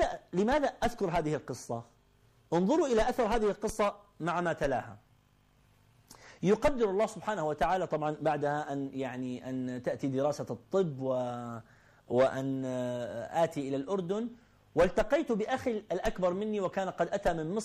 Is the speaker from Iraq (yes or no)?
yes; Iraq; moved away; also born or lived in Kuwait; انتقلنا من العراق إلى الكويت، كان جو المدرسة مختلف